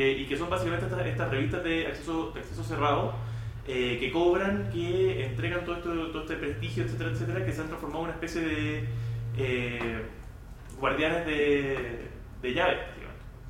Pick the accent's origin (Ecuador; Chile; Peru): Chile; Hola, nosotros somos de Chile.